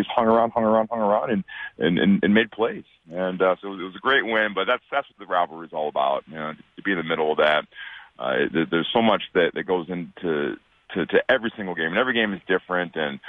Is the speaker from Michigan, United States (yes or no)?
yes; Detroit, Michigan, United States; He was the glue guy back growing up in Detroit. I was a huge Bad Boys fan, huge.